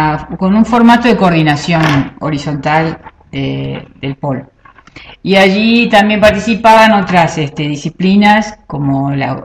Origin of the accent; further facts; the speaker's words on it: Argentina; now in Uruguay; Siempre desde que yo me vine a vivir acá a Uruguay, yo soy argentina, desde que me vine a vivir acá a Uruguay